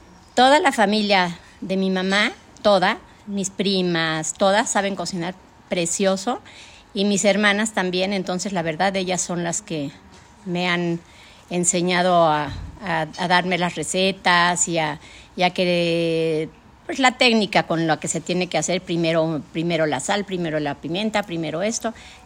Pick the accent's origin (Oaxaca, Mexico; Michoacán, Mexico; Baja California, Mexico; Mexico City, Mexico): Mexico City, Mexico; born there; Nací en México, en la Ciudad de México, el 31 de marzo de 1952.